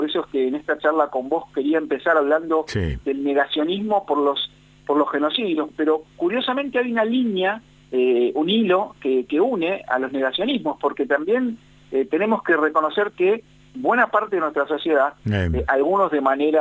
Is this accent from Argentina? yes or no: yes; Argentina; en la memoria de la humanidad nuestra, como argentinos